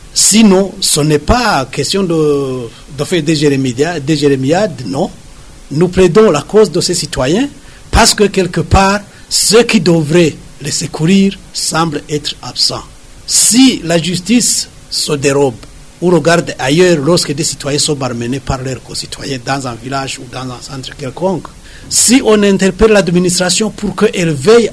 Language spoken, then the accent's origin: French; Burundi; On est Burundais avant tout. Et on est Burundais après toute cette histoire-là de différence, de division, de tralala.